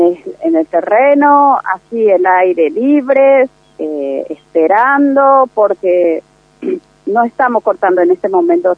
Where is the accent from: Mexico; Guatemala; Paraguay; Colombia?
Paraguay; now in Argentina; Nosotros somos madre paraguaya, pero tenemos hijos argentinos, tenemos 4 o 5 cada una, hijos argentinos